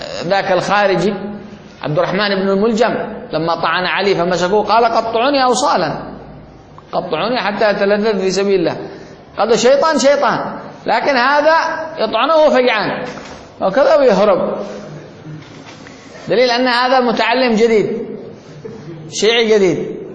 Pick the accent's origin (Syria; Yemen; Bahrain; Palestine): Yemen; من الذي قوى الحوثيين عندنا في اليمن